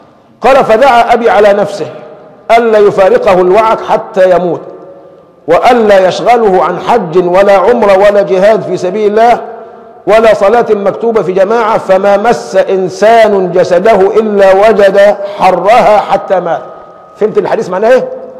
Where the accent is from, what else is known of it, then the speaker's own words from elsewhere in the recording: Egypt; يعني قباء لنا كمصريين قبل المدينة ولا في أول مدينة من يمة النجد؟